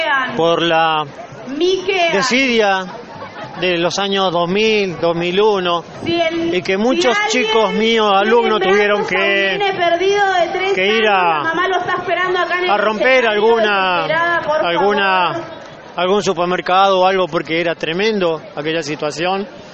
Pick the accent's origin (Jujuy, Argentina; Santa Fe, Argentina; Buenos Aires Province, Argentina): Buenos Aires Province, Argentina; Moreno; Como vengo yo de Moreno, provincia de Buenos Aires, en donde yo vivía 9 cuadras de la escuela número 49